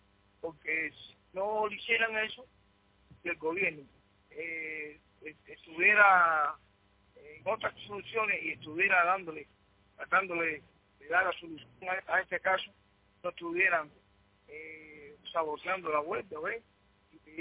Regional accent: Cuba; somos cubanos.

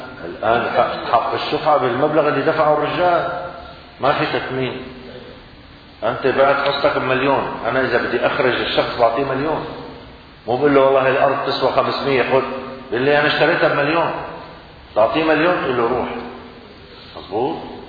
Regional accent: Syria; نحن الآن في المدن، عندنا في سوريا في المدن الدار يقال لها بيت،

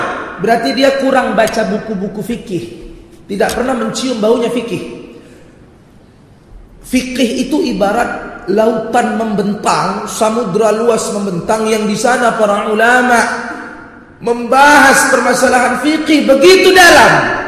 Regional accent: Medan, North Sumatra, Indonesia; saya orang Melayu, Deli Serdang, orang Medan. Jadi begini cakap awak.

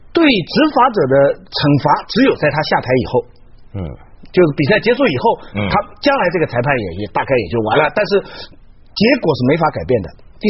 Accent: China; 我在这个时候发现我是中国人了。

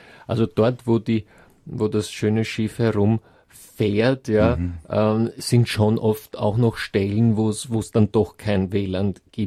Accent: Switzerland; Ich komme ja aus der Schweiz.

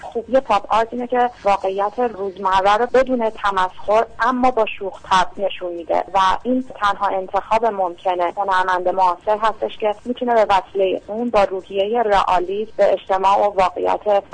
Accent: Iran; اگر با شرایط جامعه‌ای که در اون به دنیا اومدم و زندگی کردم مشکلی داشتم، حالا مشکل من تو جامعه امروز ایران

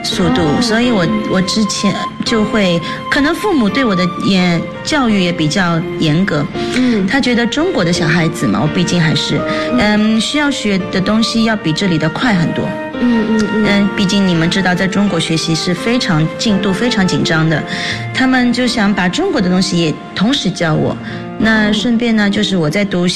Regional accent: United Kingdom; 我的母亲呢是日本的，但是我的父亲是上海人。我从小就在这边长大了。

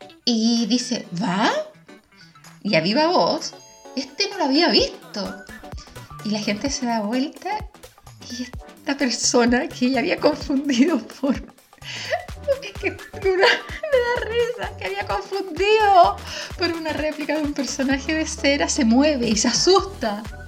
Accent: Chile; now in Spain; Uno siendo chilena no le entra mucho, no le cuadra mucho en la cabeza

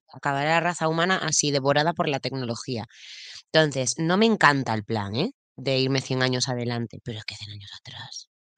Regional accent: Galicia, Spain; Siempre digo que los gallegos somos como catalanes

